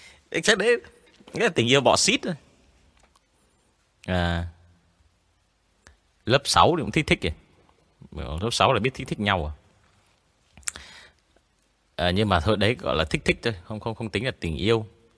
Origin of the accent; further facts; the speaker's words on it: Quang Ninh, Vietnam; now in Hanoi, Vietnam; Thì đợt mình mới ở quê lên, mình ở quê của mình là từ bé mình ở Quảng Ninh. Thế là mình bị ngọng, mình bị ngọng chữ N với cả L và từ em.